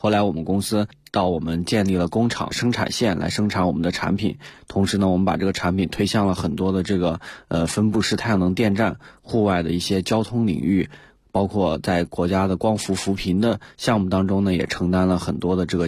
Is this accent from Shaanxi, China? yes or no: yes; Hanzhong, Shaanxi, China; 当时因为我们老家是在这个陕西汉中，